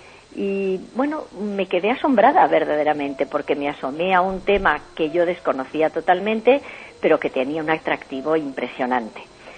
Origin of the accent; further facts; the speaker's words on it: Madrid, Community of Madrid, Spain; Nazco en Madrid.